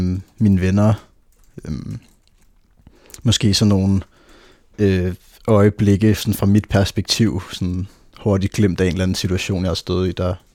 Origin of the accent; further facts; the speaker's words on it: Nærum, Capital Region of Denmark, Denmark; also born or lived in Copenhagen; da jeg var 2 år, flyttede vi så til Nærum fra Nørrebro.